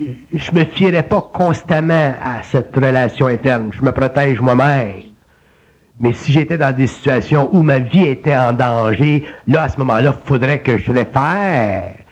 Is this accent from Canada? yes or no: yes; Quebec, Canada